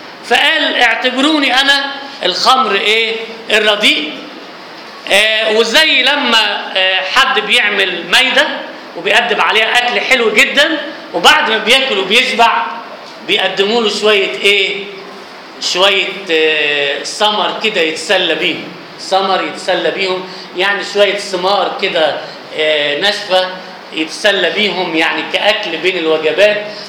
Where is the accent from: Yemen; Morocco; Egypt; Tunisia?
Egypt; فبالاولى احنا كمصريين نمدح الناس اللي هم عاشوا بينا